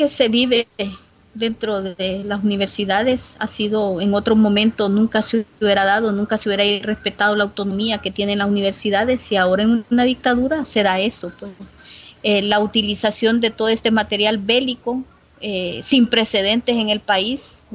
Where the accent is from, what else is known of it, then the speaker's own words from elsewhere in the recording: Francisco Morazán, Honduras; uno de los municipios del departamento al que soy, del departamento de Francisco Morazán. Tegucigalpa es la cabecera departamental.